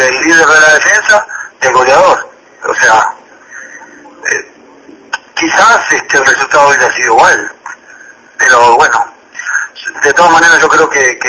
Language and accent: Spanish; Uruguay; yo la verdad que como uruguayo me siento súper orgulloso del papel que tuvo mi selección